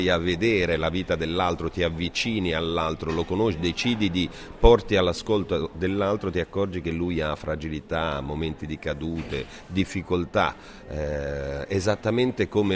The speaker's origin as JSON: {"language": "Italian", "region": "Apulia", "country": "Italy", "said": "a me piace il sushi, però essendo pugliese il mio sushi è fatto da altri tipi di pesce"}